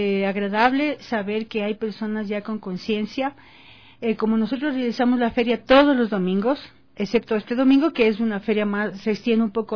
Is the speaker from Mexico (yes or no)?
no; Quito, Pichincha, Ecuador; yo soy acá de Quito